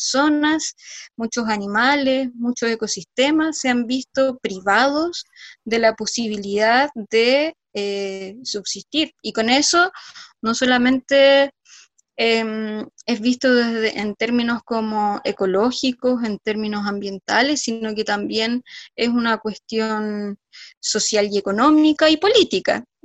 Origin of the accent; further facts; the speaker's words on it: San Felipe, Valparaíso, Chile; la comuna exactamente al lado de San Felipe del Valle de la Aconcagua, de donde yo soy